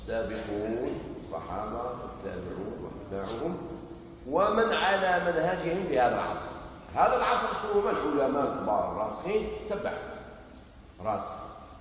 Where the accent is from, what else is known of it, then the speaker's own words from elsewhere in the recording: Algeria; يعني عندنا في الجزائر يستعمل كلمة الشيات،